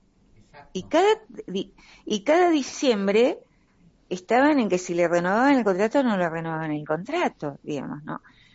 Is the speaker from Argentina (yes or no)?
yes; Ingeniero White, Buenos Aires Province, Argentina; Si lo vemos en mi pueblo de origen, Ingeniero Guay, un pueblo de ferroviarios y portuarios